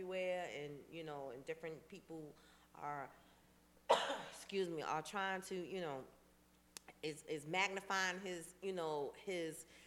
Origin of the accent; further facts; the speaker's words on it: Queens, New York, United States; we lived in, we lived in South Jamaica, Queens. 40 Projects in the house. Let me get a shout out to my hometown.